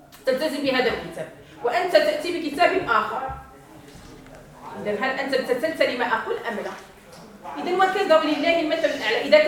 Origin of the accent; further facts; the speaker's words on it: Morocco; وإنما يدعى القرآن في الليلة الأولى عندنا في المغرب